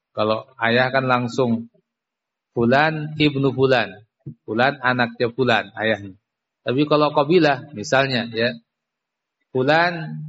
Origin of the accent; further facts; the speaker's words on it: Java, Indonesia; Ya, kita orang Jawa